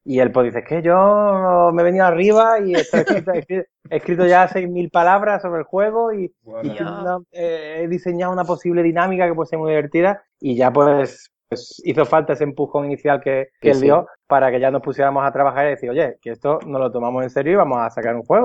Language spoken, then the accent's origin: Spanish; Málaga, Andalusia, Spain; yo soy de Málaga también y me queda, ahora mismo todavía estoy en Málaga. Todavía no me he ido a extranjero.